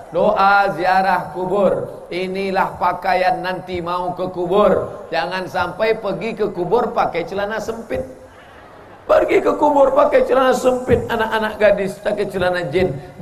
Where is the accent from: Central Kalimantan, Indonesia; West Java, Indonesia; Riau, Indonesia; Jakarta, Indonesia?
Riau, Indonesia; Kalau kami datang dari bumi lancang kuning Riau